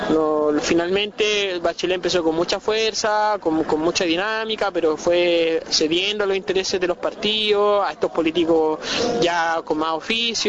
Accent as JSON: {"language": "Spanish", "country": "Chile", "said": "No somos ni paraguayos, ni uruguayos, ni ecuatorianos, somos chilenos"}